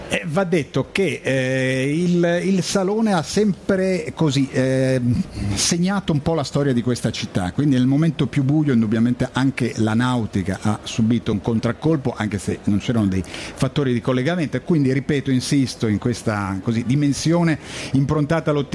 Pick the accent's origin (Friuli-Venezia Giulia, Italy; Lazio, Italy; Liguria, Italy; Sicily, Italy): Liguria, Italy; Genoa; E così, da genovese, l'auspicio è che l'abbrivio